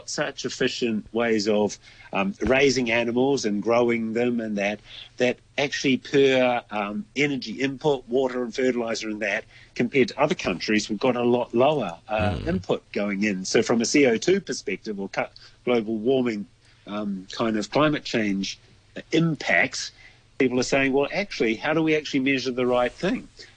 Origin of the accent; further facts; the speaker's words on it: New Zealand; being a Kiwi, you might say Christmas roast or something like